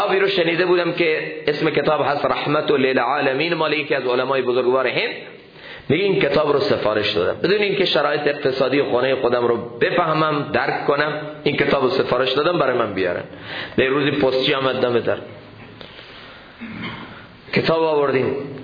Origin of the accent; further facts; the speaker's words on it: Iran; first language fa; افسوسه که ما ایرانی هستیم، فارسی زبان هستیم